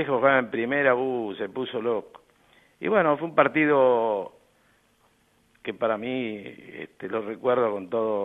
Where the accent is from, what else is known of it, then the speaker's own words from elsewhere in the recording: Buenos Aires, Argentina; No, mi niñez fue en Villa del Parque.